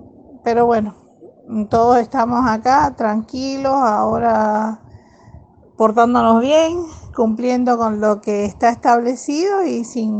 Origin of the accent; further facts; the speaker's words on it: Cuba; born there; Después estoy yo, que soy la mayor de los cubanos, es decir, los que nacimos en Cuba.